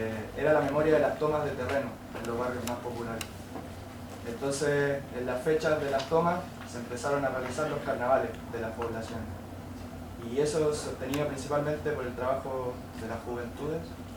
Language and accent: Spanish; Antofagasta, Chile; now in Santiago, Chile; Vengo de Antofagasta y nos fuimos encontrando varios y varias jóvenes en el centro del país, en Santiago.